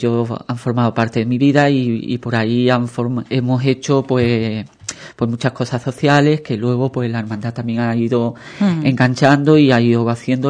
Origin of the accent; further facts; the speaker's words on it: Ubrique, Andalusia, Spain; en mi caso, por mi Nazareno, por la Semana Santa y por mi pueblo, por Ubrique, ¿no?